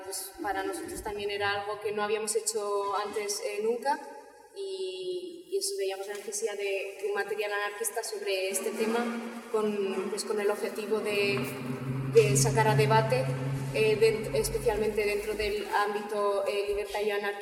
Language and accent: Spanish; Zaragoza, Aragon, Spain; Bueno, pues venimos de Zaragoza